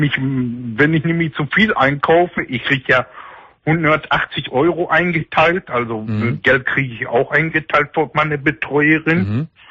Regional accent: Dortmund, North Rhine-Westphalia, Germany; Also ich komme aus Dortmund.

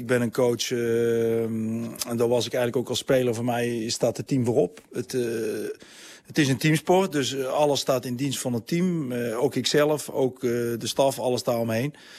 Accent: Netherlands; Maar ja, ik blijf Nederlander.

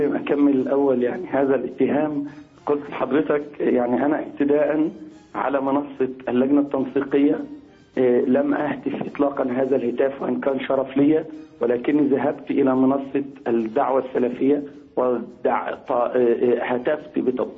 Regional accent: Egypt; وأنا رجل مصري مسلم داعية إسلامي

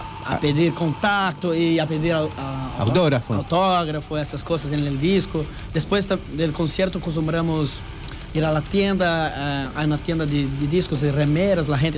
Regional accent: Guarapuava, Paraná, Brazil; Spanish is a second language; Uma cidade em meio de Paraná. Una ciudad de 200 mil personas, pequeña ciudad.

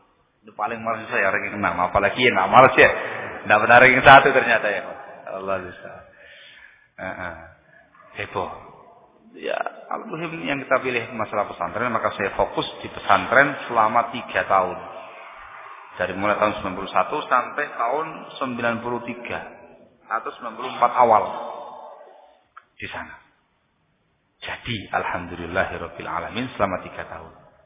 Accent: Sidayu, East Java, Indonesia; born there

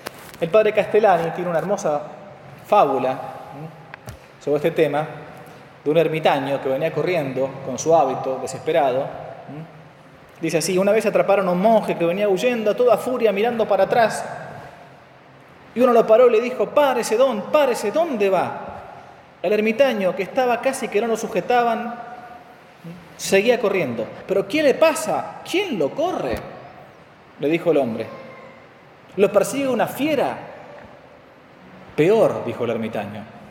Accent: Argentina; Bueno, por lo general nadie se confiesa de eso porque Argentina, somos argentinos.

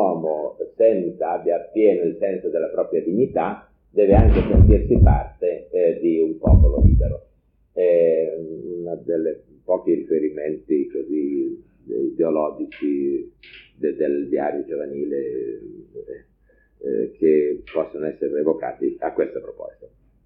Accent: Aosta Valley, Italy; io vengo anche da una regione, come portavoce di una regione a statuto speciale, perché vengo dalla Val d'Aosta

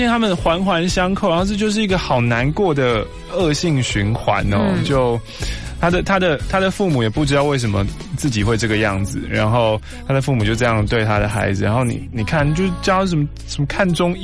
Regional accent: Taiwan; 他们就是念书就是念书，我们台湾人

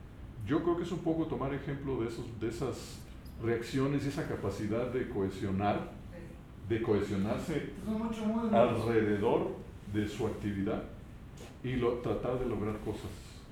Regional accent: Morelia, Michoacán, Mexico; la existencia del movimiento coral que tradicionalmente se dice que existe en Morelia, por lo menos, que es de donde yo soy

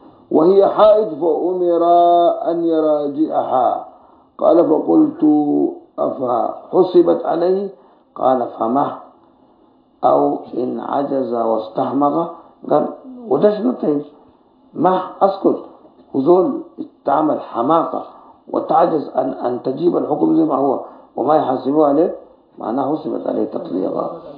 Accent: Sudan; كان بيفتي بهذا الحديث دائما في الإذاعة والتلفزيون عندنا في السودان

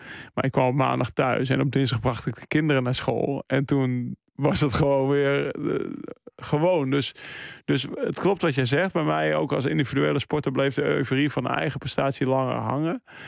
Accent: Maastricht, Limburg, Netherlands; En ik kwam uit Maastricht.

